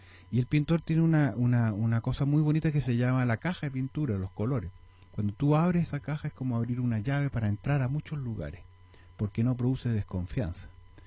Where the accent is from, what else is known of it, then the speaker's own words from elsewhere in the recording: Valparaíso, Chile; Fui criado, nacido y violado en Playa Ancha.